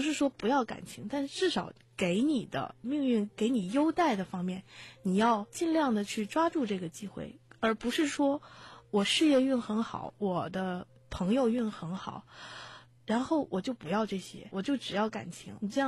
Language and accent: Chinese; China; 而是更相信我们中国人所说的叫做顺其自然，道法自然